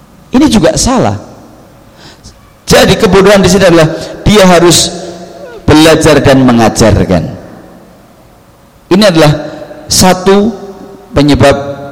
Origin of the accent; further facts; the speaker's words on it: Java, Indonesia; kita sebagai orang Jawa kebanyakan masih mengikuti kebiasaan-kebiasaan nenek moyang kita